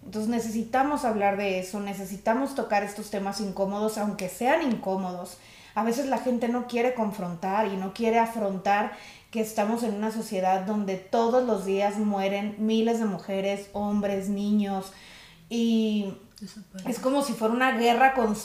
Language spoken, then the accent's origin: Spanish; Mexico; quienes sí tendríamos que estar pidiendo justicia por ella somos la sociedad mexicana